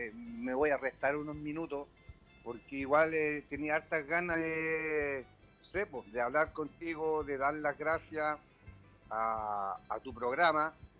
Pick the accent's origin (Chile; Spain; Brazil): Chile; Puente Alto, Santiago Metropolitan Region; Esa música que tanto nos encanta, bueno, como puentealtino, como chileno